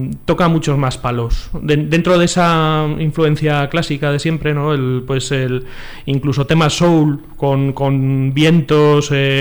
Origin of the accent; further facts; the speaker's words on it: Calamocha, Aragon, Spain; y somos de Calamocha, en Teruel.